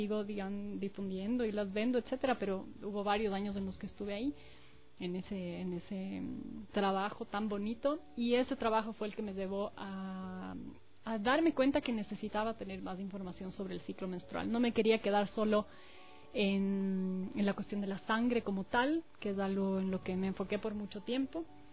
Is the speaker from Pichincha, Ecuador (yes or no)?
yes; Quito, Pichincha, Ecuador; Mis papás son argentinos, pero vinieron a vivir aquí hace mucho tiempo. Mi mamá vivió más de la mitad de la vida en esta ciudad, así que yo me considero súper quiteña. Nacida también aquí yo y mi hermana. Tengo 38 años.